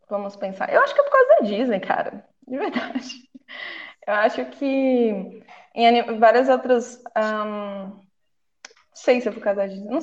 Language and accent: Portuguese; Minas Gerais, Brazil; now in São Paulo, Brazil; Eu sou mineirinha também.